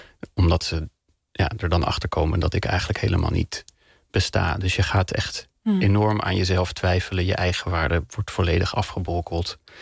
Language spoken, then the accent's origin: Dutch; Bussum, North Holland, Netherlands; Ik kom uit Bussum. Hè? Hoe white middle class privileged wil je het hebben?